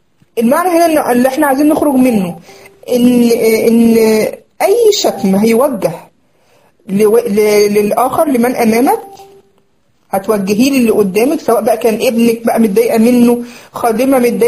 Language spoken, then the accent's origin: Arabic; Egypt; وتقولي يعني في لفظنا عندنا في مصر يقولك ايه